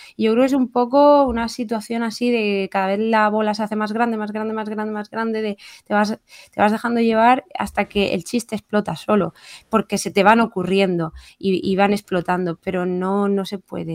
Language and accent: Spanish; Region of Murcia, Spain; como soy de Murcia, pues esto me va a la ventaja.